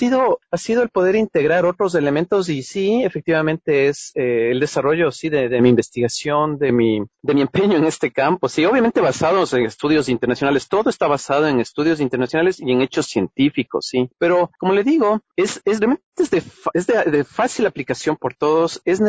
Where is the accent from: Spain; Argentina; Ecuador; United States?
Ecuador; yo vengo del Ecuador